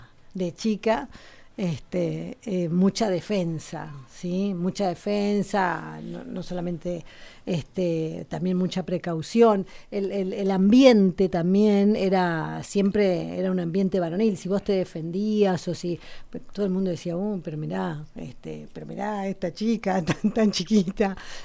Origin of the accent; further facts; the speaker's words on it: Río Turbio, Santa Cruz, Argentina; Mi pueblo en Río Turbio. Yo crecí en Río Turbio, que tiene las minas de carbón